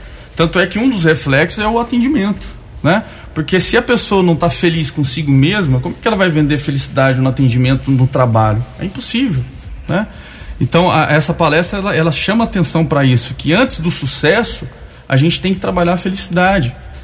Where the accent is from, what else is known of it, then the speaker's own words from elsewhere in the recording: Guaxupé, Minas Gerais, Brazil; also born or lived in Campinas; que eu venho de lá, morei 20 anos em Campinas, sou de Guaxupé, mas morei em Campinas